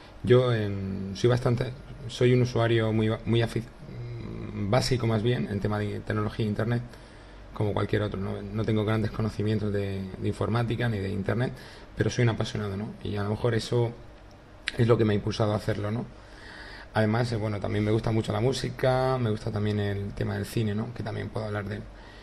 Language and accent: Spanish; Murcia, Region of Murcia, Spain; soy de Murcia y nada, esta es una segunda prueba de podcast